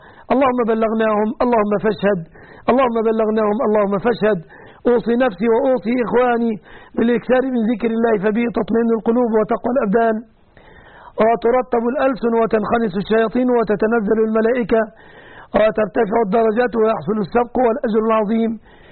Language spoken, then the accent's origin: Arabic; Egypt; وأسأل الله أن يحفظ بلادنا مصر آمنة مطمئنة